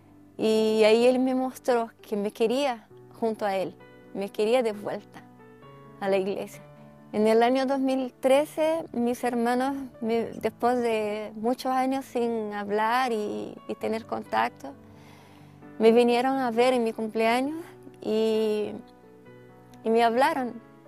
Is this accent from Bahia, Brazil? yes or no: no; Curitiba, Paraná, Brazil; tengo 44 años, soy brasileña de Curitiba, Paraná. Conocí la iglesia adventista con muy temprana edad, a los 11 años de edad, a través de mi abuela.